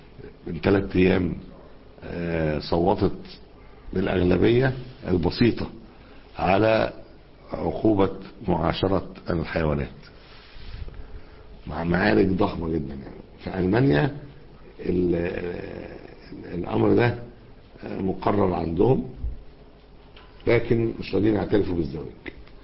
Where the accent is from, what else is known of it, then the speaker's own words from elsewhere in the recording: Alexandria, Alexandria Governorate, Egypt; أخت من عندنا في اسكندرية هنا